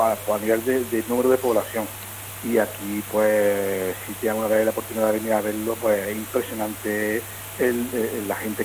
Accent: Puente Genil, Andalusia, Spain; es Niña mi pueblo, esta Puente Genil, bueno, bajo el puente, digamos, es como una, aparte de ser parte del nombre de mi pueblo

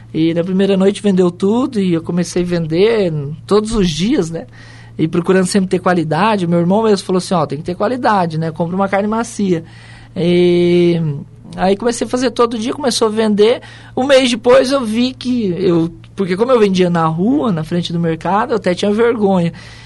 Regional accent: Foz do Iguaçu, Paraná, Brazil; Sim, sou aqui de Foz. Nasci aqui em Foz do Iguaçu, no Hospital Costa Cavalcante, né? Antigo Madeirinha.

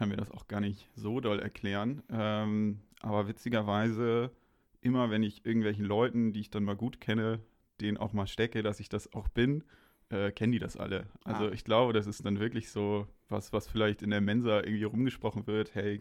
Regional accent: Hamburg, Germany; now in Kiel, Germany; bin fürs Studium hergezogen und irgendwie hat mich das überrascht, wie viele Dönerbuden es überhaupt in Kiel gibt. Ich komme aus Hamburg

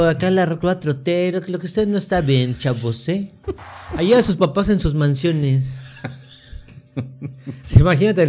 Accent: Guanajuato, Mexico; Soy de Guanajuato, es la capital.

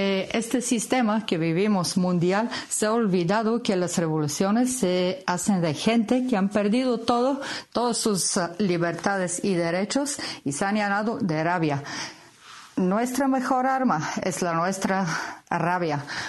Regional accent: Bulgaria; Spanish is a second language; now in Bilbao, Spain; soy de Bulgaria, pero vivo ya muchos años en Bilbao.

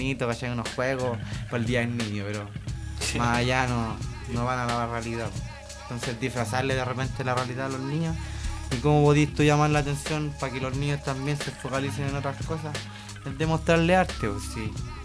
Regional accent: Bajos de Mena, Santiago Metropolitan, Chile; una persona nacida y criada en Bajos de Mena, un sector vulnerable para todos, pero muy querido para mí.

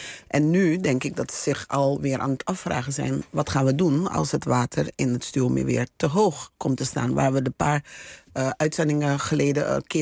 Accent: Suriname; Het is wat wij als Surinamers gewoon elke dag merken is gewoon dat de economie ontwricht is.

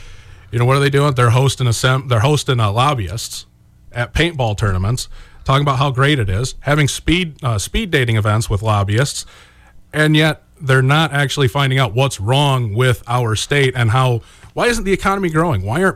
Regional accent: Boscobel, Wisconsin, United States; also born or lived in Cuba City / Belmont / Platteville; I'm from Boscobel, Wisconsin. I was born in Cuba City, raised outside of Belmont and Platteville for a few years. Then my family actually moved to a dairy farm in Boscobel, where we lived for a couple of years.

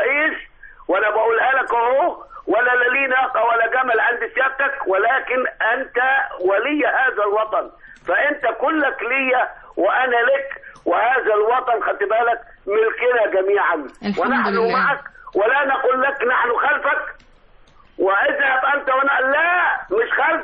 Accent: Badari, Asyut Governorate, Egypt; الست عندنا في اسيوط او في البداري لما بتغضب من جوزها

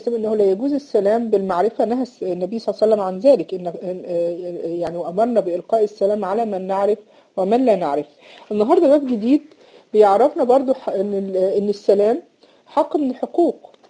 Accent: Egypt; إن إحنا عندنا في مصر بنسميها المصاطب

